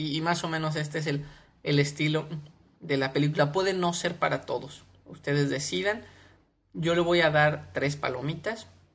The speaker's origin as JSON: {"language": "Spanish", "town": "Morelia", "region": "Michoacán", "country": "Mexico", "said": "Yo soy de Morelia, Michoacán, en México, y aunque Morelia no es una ciudad chiquita, digamos a principios de los 80s, sí era una ciudad todavía más pequeña."}